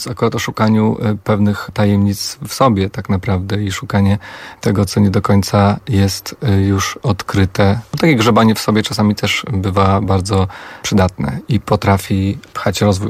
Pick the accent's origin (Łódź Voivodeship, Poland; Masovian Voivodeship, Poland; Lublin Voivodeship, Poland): Masovian Voivodeship, Poland; Warsaw; Bo ja jestem stąd i ja tu zawsze będę wracał i myślę, że nigdy nie opuszczę Warszawy na zawsze, bo po prostu kocham to miasto